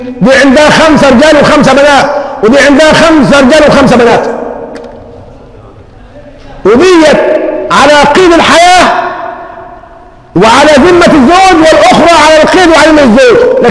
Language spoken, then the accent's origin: Arabic; Egypt; اللهم حول حالنا كمصريين إلى أحسن حال